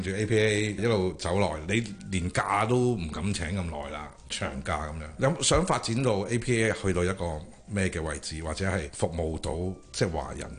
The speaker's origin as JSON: {"language": "Cantonese", "country": "Hong Kong", "said": "我哋香港人咧去到唔同嘅地方"}